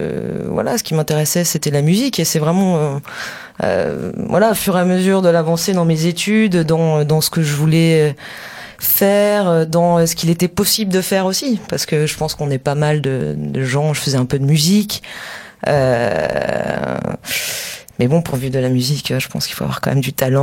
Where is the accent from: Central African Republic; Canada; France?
France; Saint-Étienne, Auvergne-Rhône-Alpes; parce que je viens de Saint-Étienne à la base. Donc je découvrais une région, je découvrais une ville